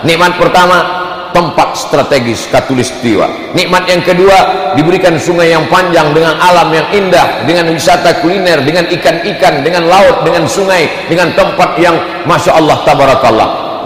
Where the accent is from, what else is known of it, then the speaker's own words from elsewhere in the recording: Yogyakarta, Special Region of Yogyakarta, Indonesia; Dah, kami orang Jogja.